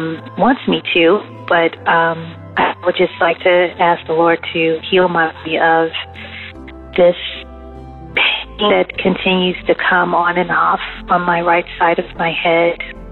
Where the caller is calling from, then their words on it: Maryland, United States; I'm calling from the Maryland area.